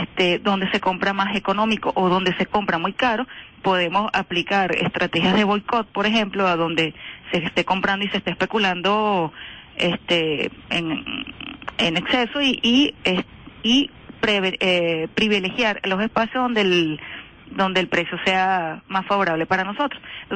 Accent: Venezuela; nosotros tenemos una estructura de consumo como venezolanos que fue impuesta.

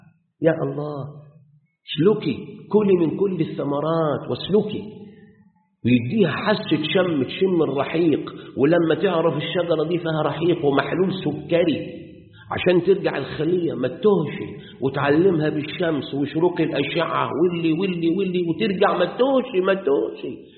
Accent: Egypt; واحنا بالذات مصريين عندنا جميع ازواج النبات، ابل وبحر

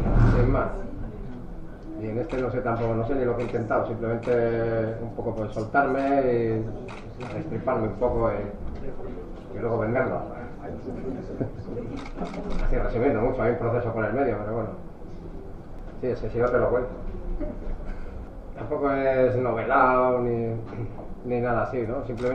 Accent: Galicia, Spain; born there; aunque soy gallego de nacimiento, lo veo un poco desde el punto de vista vasco.

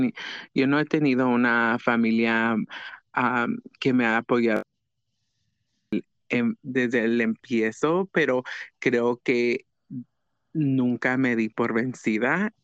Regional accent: Oaxaca, Mexico; yo soy una mujer transgénero, yo soy de Oaxaca, y yo soy una artista

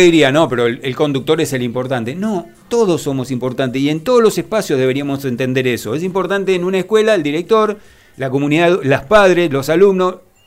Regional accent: Moreno, Buenos Aires Province, Argentina; porque vivo en Moreno, porque nací en Moreno y porque quiero a Moreno, porque yo estoy orgulloso de ser de este distrito y porque lo conozco desde que nací, conozco cada barrio

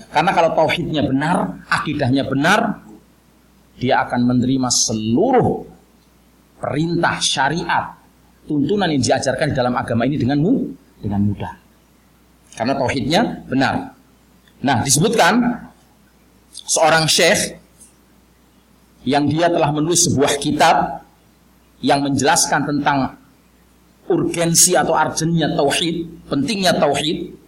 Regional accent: Java, Indonesia; Mungkin karena saya ini orang Jawa, banyak istilah yang saya keluarkan dengan ya kan istilah-istilah Jawa.

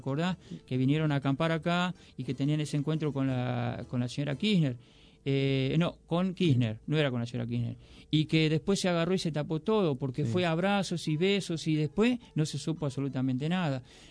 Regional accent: Formosa, Argentina; Yo hace poquito vine de allá de mi pueblo, ¿no? De Formosa Capital.

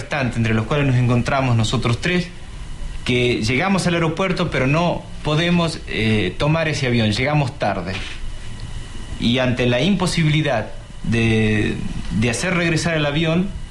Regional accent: Santa Fe, Argentina; soy de Santa Fe. Comencé mi militancia estudiantil en la misma ciudad

